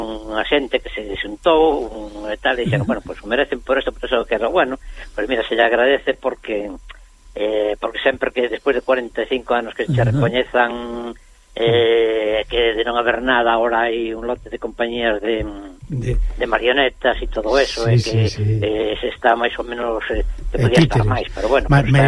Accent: Galicia, Spain; somos galegos, hacemos a nosa cultura, que é moi importante, non? Temos a nosa lingua, a nosa cultura

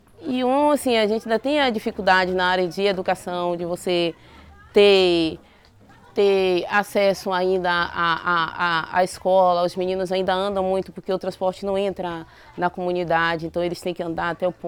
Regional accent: Bahia, Brazil; sou daqui da comunidade do Caonge, sou professora aqui da minha comunidade.

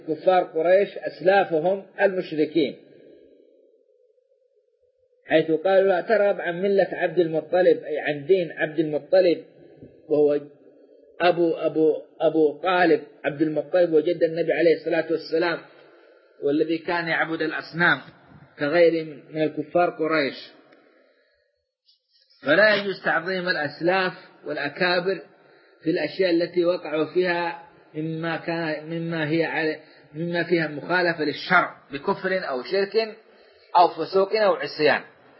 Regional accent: Saudi Arabia; بلادنا السعودية

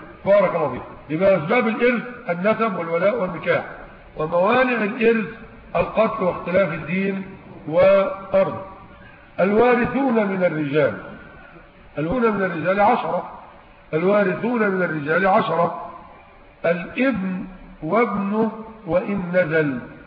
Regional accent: Egypt; لكن عندنا في مصر يقضون بالوصيه الواجبه

